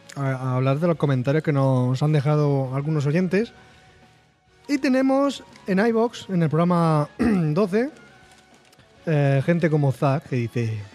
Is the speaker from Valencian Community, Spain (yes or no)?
no; Region of Murcia, Spain; Me siento menos murciano